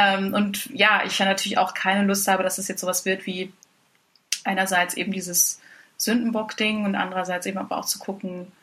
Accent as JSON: {"language": "German", "region": "East Germany", "country": "Germany", "said": "Ich bin Ossi"}